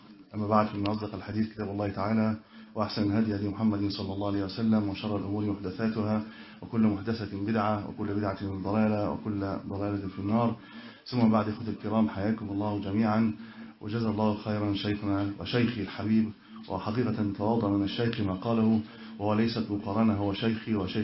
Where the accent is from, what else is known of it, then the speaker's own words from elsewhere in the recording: Cairo, Cairo Governorate, Egypt; والله أنا من القاهرة كنت أجلس هنا معكم